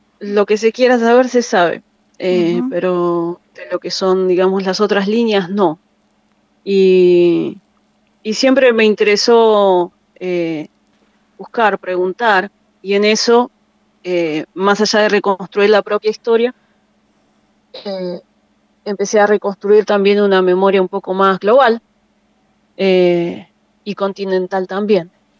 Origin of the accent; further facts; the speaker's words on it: Mar del Plata, Buenos Aires Province, Argentina; born there; Yo soy lafkenche, nací en Mar del Plata